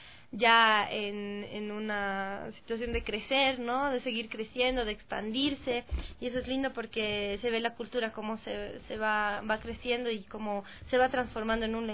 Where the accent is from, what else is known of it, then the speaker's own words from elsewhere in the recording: La Paz, Bolivia; Yo soy de La Paz, soy de la ciudad de La Paz, de Miraflores.